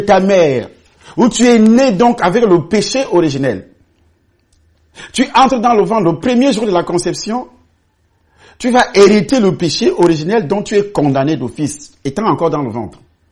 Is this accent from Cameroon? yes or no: yes; Cameroon; Vous quittez le Cameroun, par exemple, puisque moi je suis Camerounais